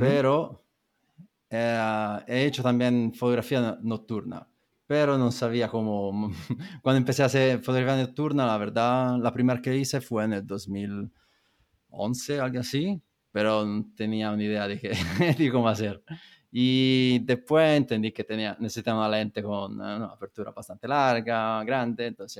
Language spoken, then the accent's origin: Spanish; Montemurlo, Tuscany, Italy; Spanish is a second language; moved away as an adult; also born or lived in London; soy italiano de una ciudad, bueno, pueblo cerca de Florencia que se llama Montemurlo. Y me fui de Italia en el 2010 más o menos, y ahí me fui en Londres